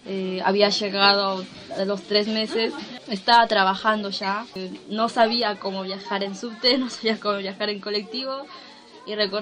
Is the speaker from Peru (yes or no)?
yes; Lima, Peru; also born or lived in Huancavelica; now in Argentina; viví por un tiempo en Capital, soy de Lima, pero mis últimos años antes de venir aquí viví por la sierra en Huancavelica.